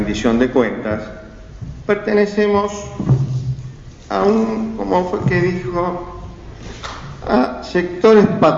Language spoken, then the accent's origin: Spanish; Moreno, Buenos Aires Province, Argentina; yo soy un vecino de Moreno, que tengo 62 años, viví siempre en el mismo lugar, sigo viviendo en la casita de los viejos. Mi viejo era un gallego laburante